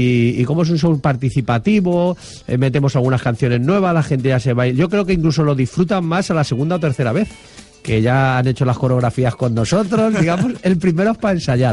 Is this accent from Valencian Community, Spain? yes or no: yes; Chirivella, Valencian Community, Spain; En Chirivella he hecho 9, que es mi pueblo.